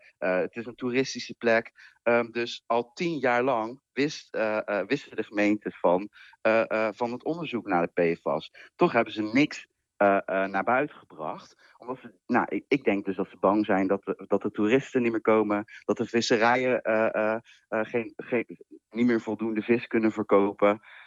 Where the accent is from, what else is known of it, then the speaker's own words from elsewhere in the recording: Zeeland, Netherlands; Ik ben in Zeeland opgegroeid natuurlijk.